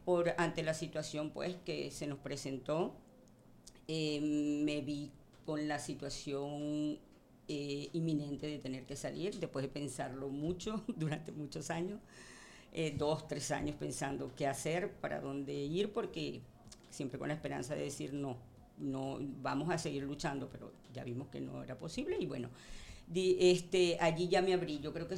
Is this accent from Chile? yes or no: no; Venezuela; moved away as an adult; now in Valencia, Spain; A ver, pues … soy venezolana. Llegué a Valencia hace 2 años